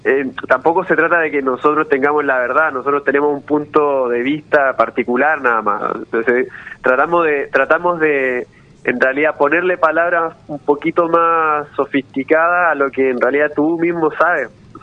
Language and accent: Spanish; Chile; now in Argentina; Yo soy de Chile, sí, y me vine hace 5 años y medio.